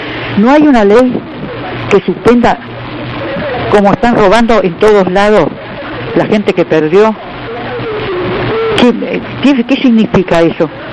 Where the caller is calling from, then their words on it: Lanús, Buenos Aires Province, Argentina; de Lanús. Tengo 85 años.